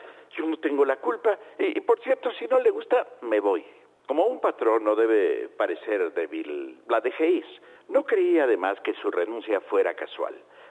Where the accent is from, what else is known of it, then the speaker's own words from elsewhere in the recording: Mexico; nuestros compatriotas vuelven de los Estados Unidos